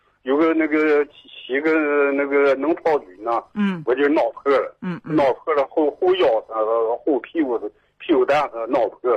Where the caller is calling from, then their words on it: Dandong, Liaoning, China; 我是丹东的。